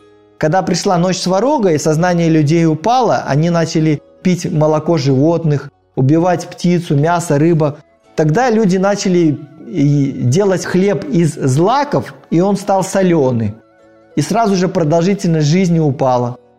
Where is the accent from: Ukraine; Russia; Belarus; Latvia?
Belarus; Gomel, Gomel Region; born there; Вот я родился в Белоруссии, и рядом с тем городом, где я родился, Гомелем